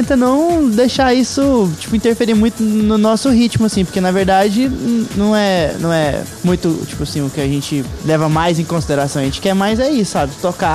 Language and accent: Portuguese; Goiânia, Goiás, Brazil; a gente é de Goiânia, a gente é o lugar que fala mais feio.